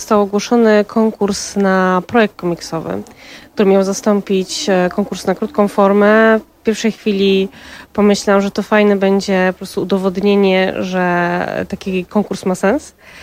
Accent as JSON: {"language": "Polish", "town": "Katowice", "region": "Silesian Voivodeship", "country": "Poland", "tie": "born or raised there", "said": "w Katowicach, w moim rodzinnym mieście, więc tutaj nawiązuję do takiego mojego ukochanego miejsca w moich rodzinnych stronach"}